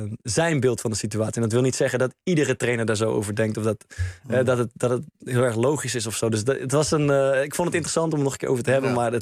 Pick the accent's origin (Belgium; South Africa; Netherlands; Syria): Netherlands; We houden daar ook van als Nederlanders.